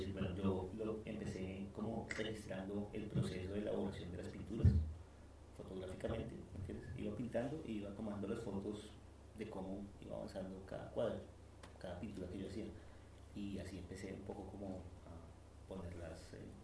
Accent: Bogotá, Colombia; je suis de Bogotá, Colombia.

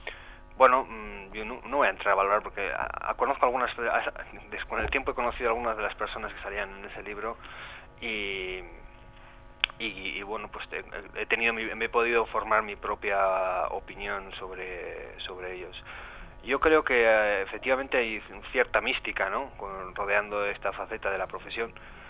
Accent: Artajona, Navarre, Spain; Aunque soy de Artajona, de un pueblo de Navarra, y he crecido toda la vida aquí

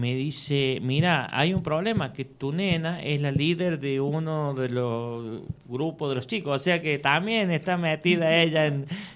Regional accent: San Javier, Córdoba, Argentina; siempre hemos defendido, queremos más a San Javier que a otra cosa, ¿no es cierto?

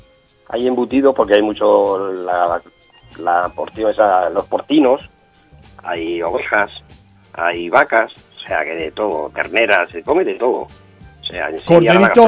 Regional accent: Zarza de Granadilla, Extremadura, Spain; born there; Yo nací en el norte de Extremadura, en un pueblo que se llama Zarza de Granadilla, provincia de Cáceres.

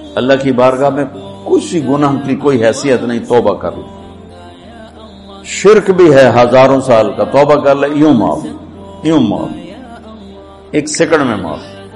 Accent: Tulamba, Punjab, Pakistan; اور میرا home town ہے تلمبا, اس سے 3 کلومیٹر دور میرا گاؤں ہے.

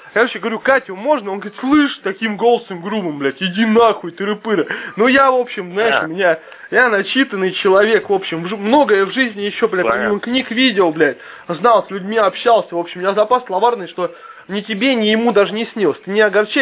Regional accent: Zaprudnya, Moscow Oblast, Russia; В Запрудне, конечно, мы коренные все.

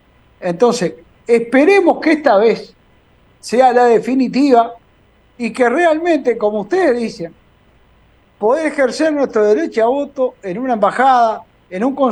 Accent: Uruguay; moved away; somos uruguayos y uruguayas, y porque nos hayamos ido de nuestra tierra, no perdemos nuestra nacionalidad.

